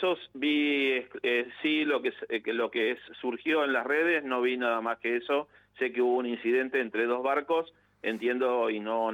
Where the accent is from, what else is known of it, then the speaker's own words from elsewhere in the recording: Santa Fe, Argentina; yo en realidad yo soy oriundo de la provincia de Santa Fe. También estudié en la ciudad de Santa Fe, así que conozco el puerto de Santa Fe.